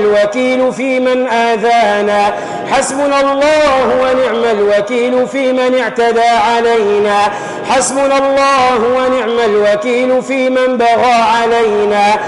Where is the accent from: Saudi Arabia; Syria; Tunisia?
Tunisia; احفظ بلدنا تونس من الفتن والمحن ما ظهر منها وما بطن.